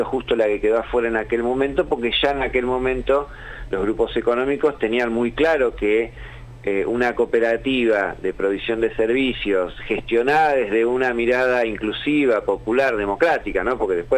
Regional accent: La Plata, Buenos Aires Province, Argentina; Yo soy de La Plata

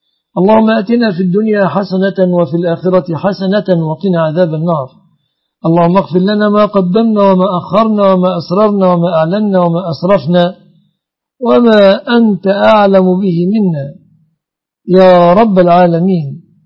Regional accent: Egypt; اللهم احفظ بلادنا مصر وسائر بلاد المسلمين آمنة مطمئنة من كل مكروه

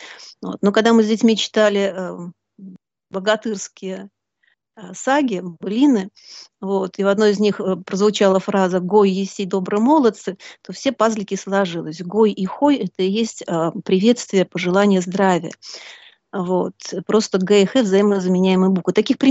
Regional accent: Belarus; moved away as an adult; also born or lived in Urals, Russia; now in Netherlands; Если вкратце, то можно начать с Урала, откуда я родом. В младенчестве меня родители привезли в Белоруссию, где я выросла и сформировалась как личность, закончила Белорусский государственный университет, получила два образования – историка и психолога. Ну а потом судьба взяла меня за ручку и перевезла в Голландию.

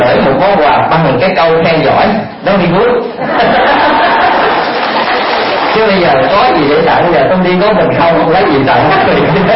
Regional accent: Vĩnh Long, Vietnam; Đại quê tôi đợi Vĩnh Long à, chính tỉnh miền Tây là ngứa là đồng bằng sông Cửu Long.

